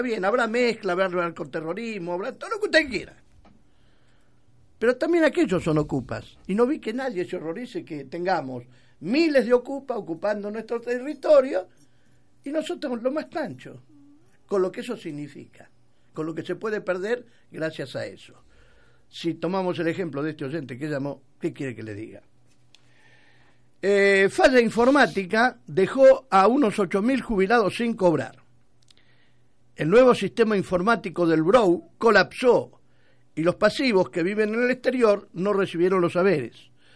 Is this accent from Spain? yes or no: no; Argentina; Somos argentinos y podemos